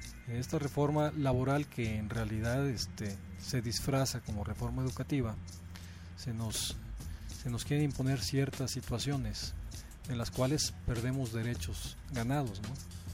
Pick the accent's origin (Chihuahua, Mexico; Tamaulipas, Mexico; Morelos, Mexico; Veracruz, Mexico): Veracruz, Mexico; Córdoba; vengo de la ciudad de Córdoba, Veracruz.